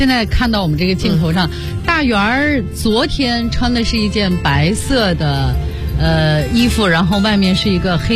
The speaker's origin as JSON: {"language": "Chinese", "country": "China", "said": "唯一没有变的可能就是我们中国人骨子里对一些事物的认知"}